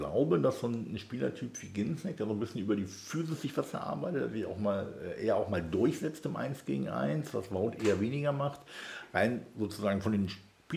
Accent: Leiferde, Lower Saxony, Germany; Ich komme aus Leiferde vom Dorf, da sieht der Haltepunkt nicht viel anders aus.

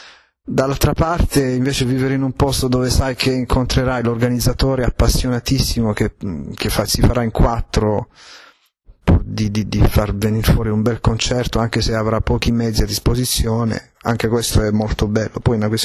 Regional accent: Apulia, Italy; born there; io sono nato in Italia, sono nato in Puglia, non sono nato a New York

